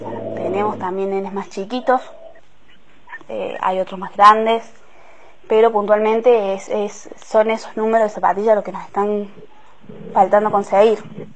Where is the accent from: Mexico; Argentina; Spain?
Argentina; Huerta Grande, Córdoba; somos de Huerta Grande, del barrio Villa Parque, entre los límites de Los Lirios.